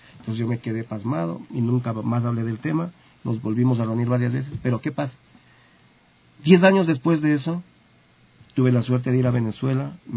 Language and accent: Spanish; Quito, Pichincha, Ecuador; Yo digo, yo soy de Ecuador, de Quito.